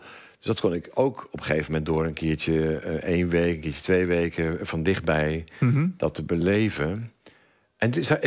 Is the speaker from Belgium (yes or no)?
no; Michigan, United States; Dutch is a second language; Want ja, ik kom dan uit Michigan, maar dat snappen ze natuurlijk niet.